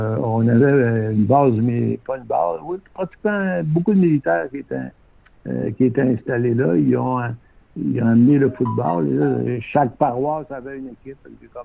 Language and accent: French; Quebec City, Quebec, Canada; moi je viens de Québec, ouais. À cette époque-là, on était déménagé en banlieue à Sainte-Foy